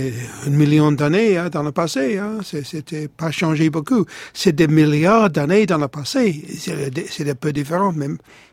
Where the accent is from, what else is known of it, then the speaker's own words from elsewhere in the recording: Tottenham, London, United Kingdom; Dans mon enfance, j'habitais en Tottenham